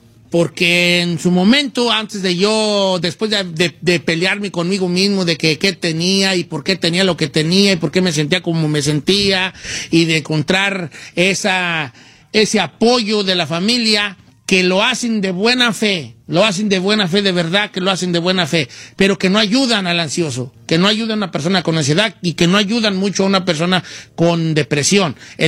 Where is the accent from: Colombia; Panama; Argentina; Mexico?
Mexico; Como latinos, como machos mexicanos, nunca se enseña a gestionar nuestras emociones.